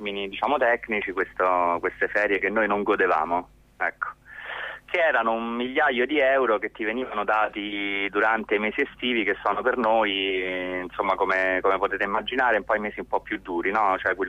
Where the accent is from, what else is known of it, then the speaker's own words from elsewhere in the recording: Rome, Lazio, Italy; io sono di Roma